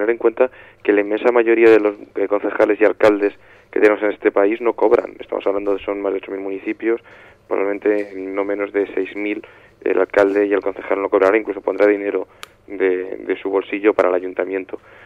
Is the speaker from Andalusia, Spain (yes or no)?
no; Alcorcón, Community of Madrid, Spain; yo soy de Alcorcón